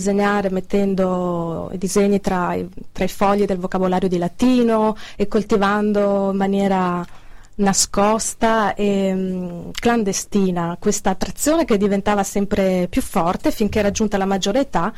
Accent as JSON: {"language": "Italian", "town": "Padua", "region": "Veneto", "country": "Italy", "said": "Sono di Padova e quindi conosco bene i suoi affreschi"}